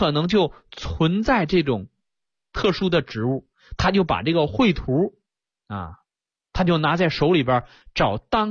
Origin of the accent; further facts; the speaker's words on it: Jilin, China; accent: Northeastern Mandarin; 在我们东北话当中，尤其吉林的这个地方话当中啊